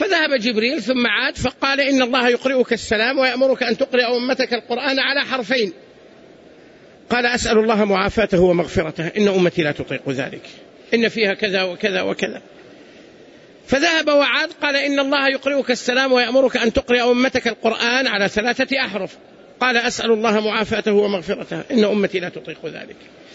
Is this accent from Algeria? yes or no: no; Saudi Arabia; عندنا هنا مثلا في المملكة لهجتنا تختلف عن لهجة أهل مصر مثلا